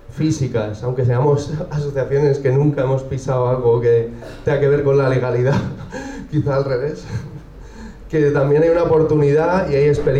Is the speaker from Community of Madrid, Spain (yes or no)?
yes; Madrid, Community of Madrid, Spain; de aquí de Madrid